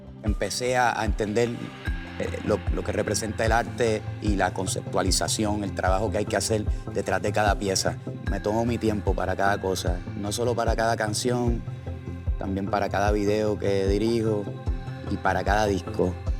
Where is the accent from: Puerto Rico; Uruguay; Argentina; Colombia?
Puerto Rico; Trujillo Alto; also born or lived in Río Piedras; Me crié en Trujillo Alto, Puerto Rico.